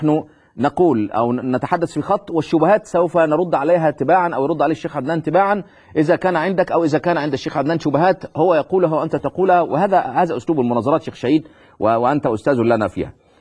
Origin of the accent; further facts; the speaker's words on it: Egypt; زي كما يقولون عندنا في مصر